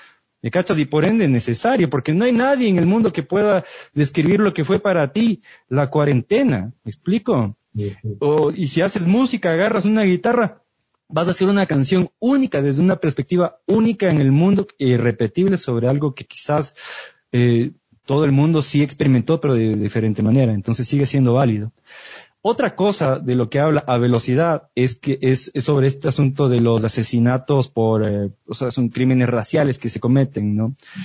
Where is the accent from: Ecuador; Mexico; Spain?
Ecuador; O sea, somos ecuatorianos, hello.